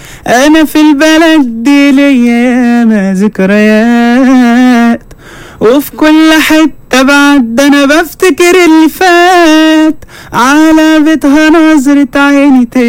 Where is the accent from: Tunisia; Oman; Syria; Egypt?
Egypt; Khusus, Qalyubia; من الخصوص.